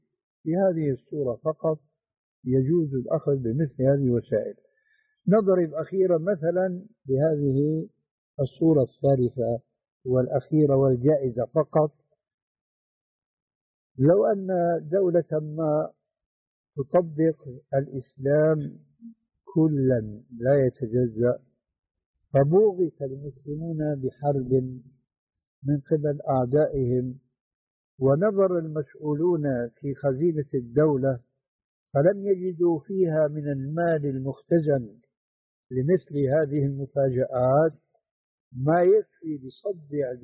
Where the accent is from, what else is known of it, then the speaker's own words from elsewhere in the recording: Syria; وهو يجعلها كما يقول العامة عندنا في سوريا